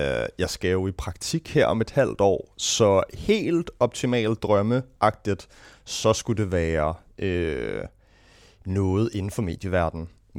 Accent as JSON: {"language": "Danish", "town": "Gentofte", "region": "Capital Region of Denmark", "country": "Denmark", "tie": "born or raised there", "said": "Jamen, jeg er født og opvokset i Gentofte. Faktisk kun, jeg tror, 4 kilometer fra her"}